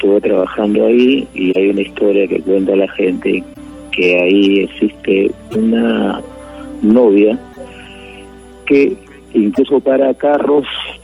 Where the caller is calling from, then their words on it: San Martín de Porres, Lima, Peru; De San Martín.